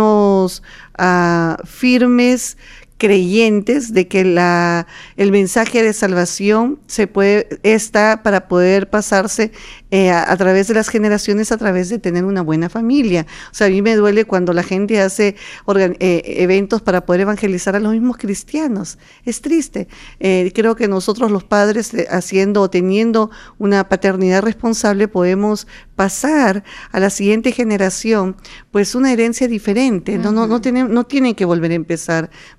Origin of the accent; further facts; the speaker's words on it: Peru; Y somos peruanos